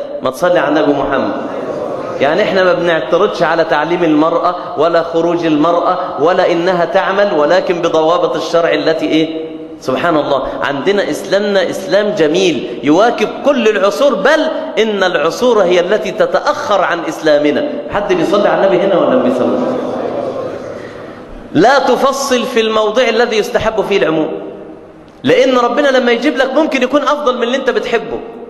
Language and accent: Arabic; Mansoura, Dakahlia, Egypt; بلغة الفلاحين عندنا في المنصورة